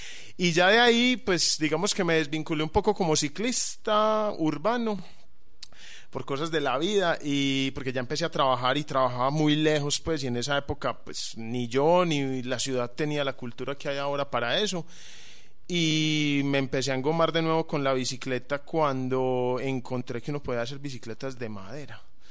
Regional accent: Medellín, Antioquia, Colombia; Sí, yo soy de Medellín

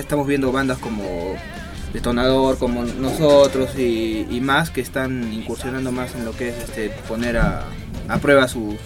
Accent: Arequipa, Peru; Yo amo bastante a mi tierra, ¿no? Arequipa

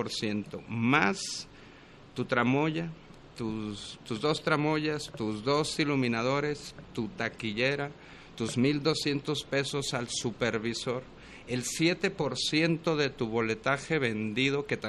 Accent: Guadalajara, Jalisco, Mexico; el teatro que yo hago y el impuesto que yo genero como tapatío

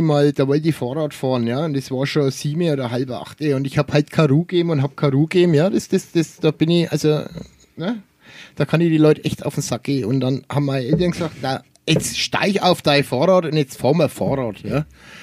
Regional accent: Bavaria, Germany; Eben, ich bin ja Franke.

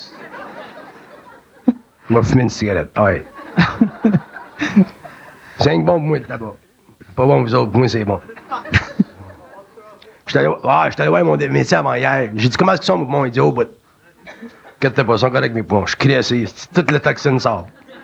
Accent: Quebec, Canada; born there; je comprends pourquoi je suis né au Québec. J'avais besoin d'une langue pour supporter ma vibration.

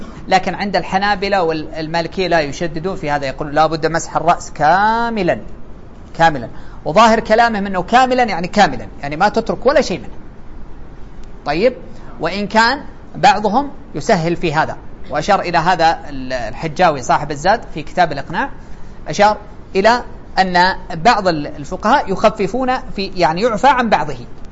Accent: Saudi Arabia; يعني على أنتم عندنا في السعودية هكذا

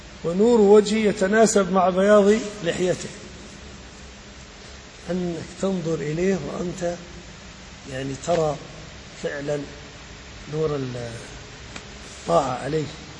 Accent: Salt, Balqa Governorate, Jordan; عندنا في السلط

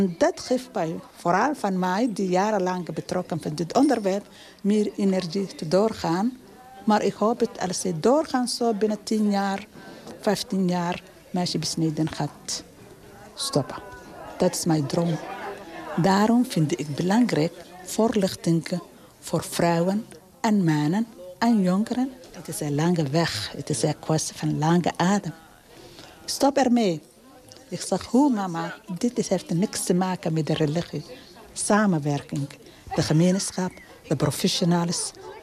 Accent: Somalia; moved away as an adult; now in Netherlands; Ik ben geboren en getogen in Somalië, 65 jaar.

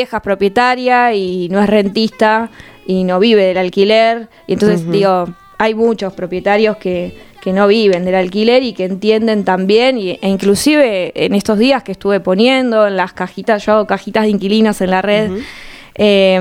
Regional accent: La Plata, Buenos Aires Province, Argentina; Yo soy platense, o sea que toda la vida acá, estudié acá, crecí acá.

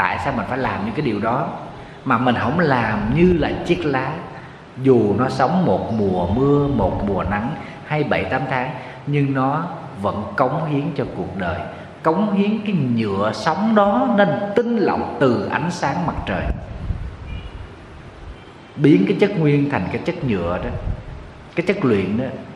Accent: Southern Vietnam, Vietnam; Ở miền Nam thì mình thì lá rụng 2 lần. Quê em hay mùa mưa nắng thì lá từ nó rụng 2 lần.

